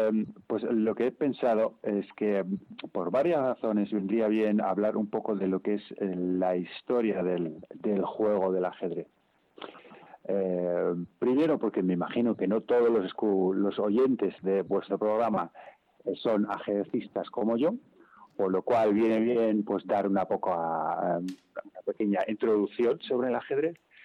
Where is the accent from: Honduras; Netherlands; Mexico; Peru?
Netherlands; Spanish is a second language; De origen es frisón. Yo soy holandés